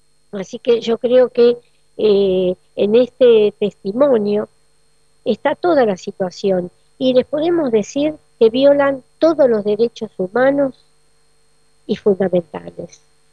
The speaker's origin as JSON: {"language": "Spanish", "country": "Argentina", "said": "el gran compromiso nuestro como argentinos"}